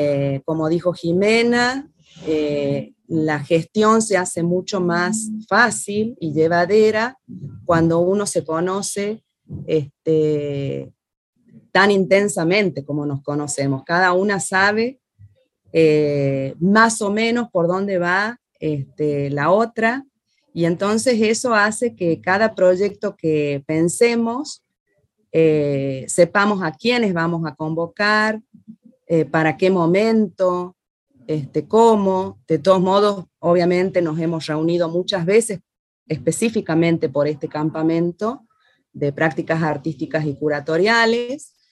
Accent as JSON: {"language": "Spanish", "region": "La Rioja", "country": "Argentina", "said": "riojana de pura cepa, artista visual, artista plástica"}